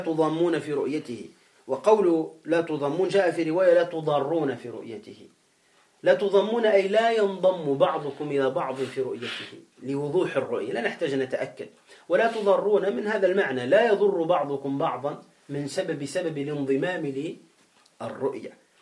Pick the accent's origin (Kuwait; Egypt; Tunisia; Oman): Tunisia; موجودون عندنا في تونس